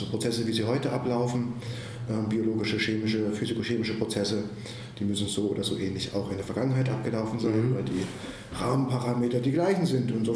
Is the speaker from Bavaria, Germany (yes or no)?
no; Suhl, Thuringia, Germany; also born or lived in Ilmenau; ich bin in Ilmenau geboren, bin eigentlich aufgewachsen in Suhl, in der wunderschönen Bezirksstadt Suhl im Herzen des Thüringer Waldes.